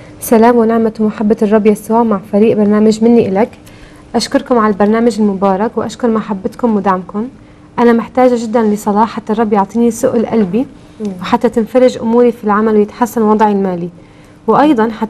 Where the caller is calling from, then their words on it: Minya, Minya Governorate, Egypt; من المنيا من مصر، وحشتوني كثير